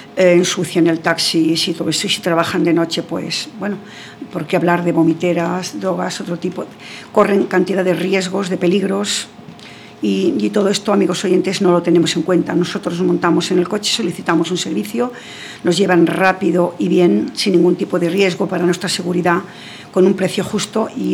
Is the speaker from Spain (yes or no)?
yes; Rabanera del Pinar, Castile and León, Spain; hubo toda una peregrinación de taxistas de España entera hasta mi pueblo, Rabanera del Pinar, salió en televisión